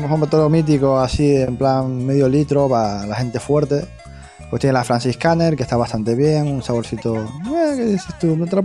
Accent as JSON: {"language": "Spanish", "region": "Canary Islands", "country": "Spain", "said": "te tienes que venir aquí a mi tierra, la Tropical de Limón está muy buena, solo se consume aquí en las islas."}